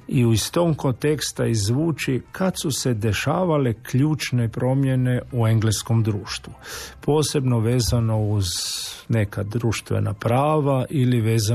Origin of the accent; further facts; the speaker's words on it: Croatia; Mislim, kod nas u Hrvatskoj zbilja svašta može proći.